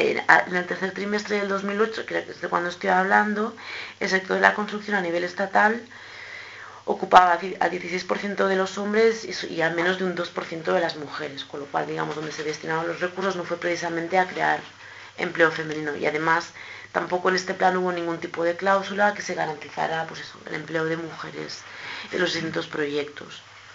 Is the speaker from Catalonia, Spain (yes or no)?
yes; Catalonia, Spain; en el caso de Cataluña, que es de donde yo vengo